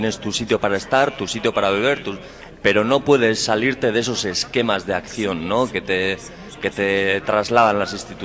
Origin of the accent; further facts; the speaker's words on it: Galdakao, Basque Country, Spain; quiero añadir algo desde mi punto de vista de Galdakao, que no soy de Bilbao, pero que veo desde fuera